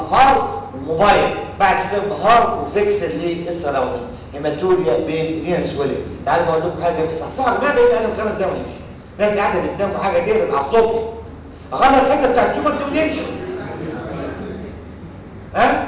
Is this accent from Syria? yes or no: no; Egypt; عندنا في مصر تحكي لغه بلدنا كده